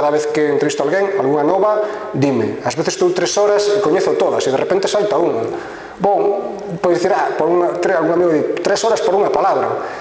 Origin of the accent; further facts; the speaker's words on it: Vigo, Galicia, Spain; also born or lived in Gomesende; eu son de Vigo, pero a miña familia é de Gomesende, eu morei varios anos en Gomesende, dei aulas en Rivadavia e moraba en Gomesende.